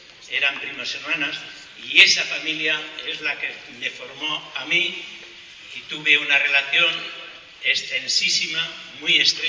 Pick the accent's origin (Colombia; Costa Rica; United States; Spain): Spain; Zaragoza, Aragon; Me presento porque no soy de aquí. … vengo de Zaragoza.